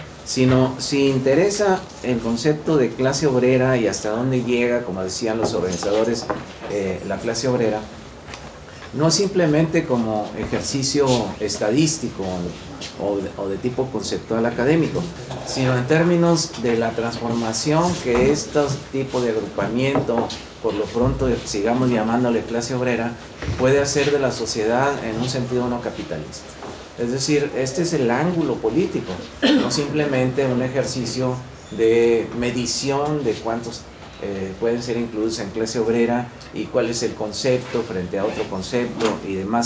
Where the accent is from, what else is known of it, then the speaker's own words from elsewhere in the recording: Mexico; Yo soy de México, repito … también vine para el Congreso de Alaste